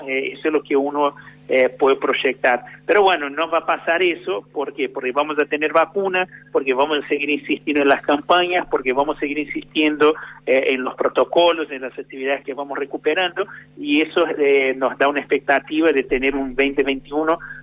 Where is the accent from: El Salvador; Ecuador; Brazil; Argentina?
Brazil; yo que soy de Brasil, puedo decir con mucha propiedad que venís a una temperatura media de 35 grados, 36 grados, por lo menos donde vivía yo